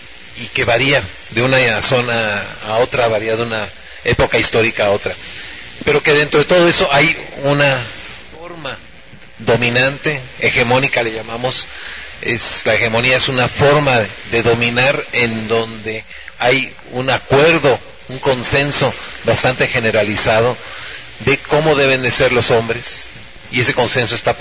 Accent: Xalapa, Veracruz, Mexico; vengo de Jalapa, Veracruz, y parte del recorrido que he tenido me lleva a este trabajo de reflexión

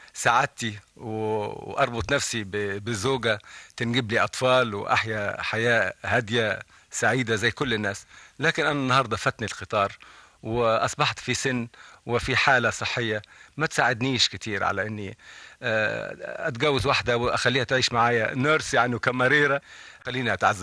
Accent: Egypt; أنا لا يمكن أتخلى عن بلدي مصر ولا يمكن أي بلد في الدنيا أحبها زي ما بحب مصر، لكن أنا رجل عربي وأحب العروبة

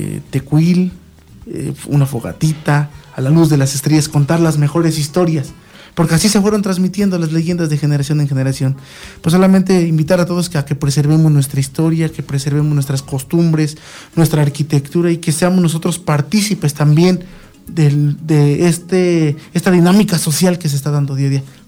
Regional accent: Mexico; este recordatorio que tenemos como pueblo mexicano

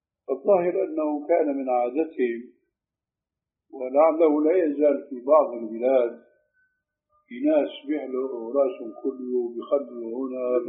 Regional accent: Syria; أشبه شيء فيما يبدو لي بالحلاقة الإنجليزية هذا تعرف عندنا في سوريا، في عندكم هيك شيء؟

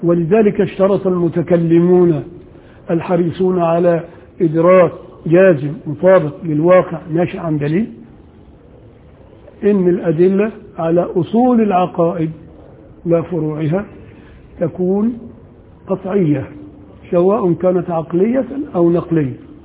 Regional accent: Upper Egypt, Egypt; عشان أنا ساعات يعني بقى أنا راجل صعيدي وبغير على اللي هنا

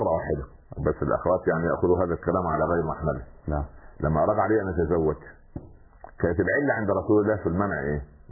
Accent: Upper Egypt, Egypt; حتى عندنا في الصعيد اسمه السخل برضه

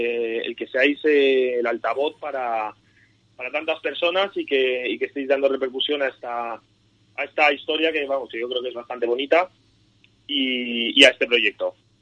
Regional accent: Madrid, Community of Madrid, Spain; yo, bueno, pues a que soy de Madrid

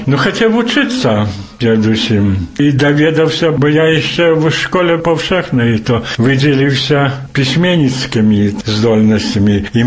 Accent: Białowieża, Podlaskie Voivodeship, Poland; и так доведався, и тогда переписався, зробив это, что я з Польши.

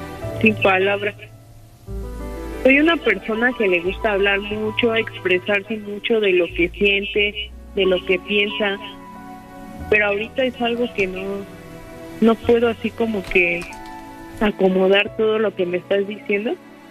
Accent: Mexico City, Mexico; Sí, somos de la Ciudad de México.

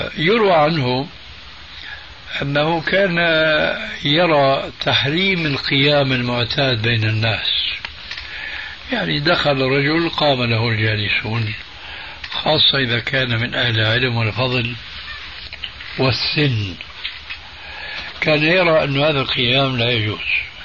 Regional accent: Damascus, Damascus Governorate, Syria; هذه منطقة اسمها عندنا في الشام الحريقة

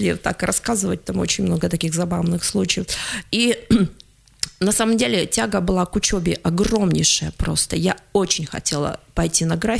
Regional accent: Krasnoyarsk, Krasnoyarsk Krai, Russia; moved away as an adult; Дело в том, что я уехала рано очень из Красноярска. Я не хотела отсюда уезжать.

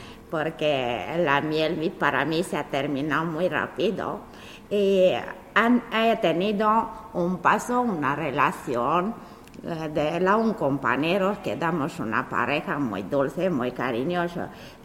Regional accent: Romania; Spanish is a second language; now in Spain; vengo del país de Rumanía, de 2007.

